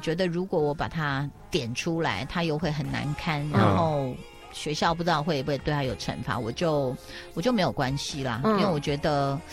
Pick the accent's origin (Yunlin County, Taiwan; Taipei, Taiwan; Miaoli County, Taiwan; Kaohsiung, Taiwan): Miaoli County, Taiwan; Miaoli; 我会觉得我小时候在苗栗时候，就是很安静、那也很好。